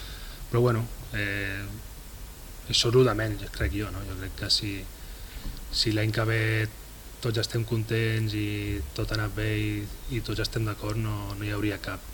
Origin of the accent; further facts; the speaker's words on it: Catalonia, Spain; los dos somos catalanes, si eso te vale